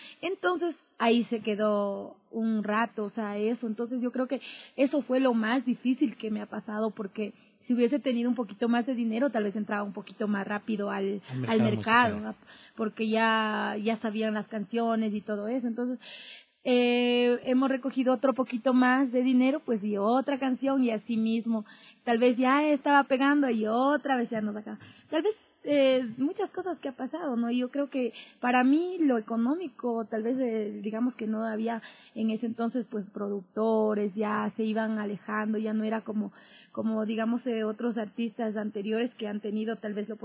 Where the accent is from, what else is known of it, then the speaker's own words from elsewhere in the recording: Ambato, Tungurahua, Ecuador; Yo viví más o menos 14 años en un lugar que se llama Pasa. Yo soy de Ambato.